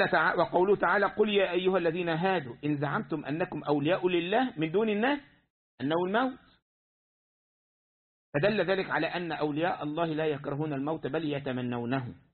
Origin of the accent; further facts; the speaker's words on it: Egypt; كان عندنا في مصر من فترة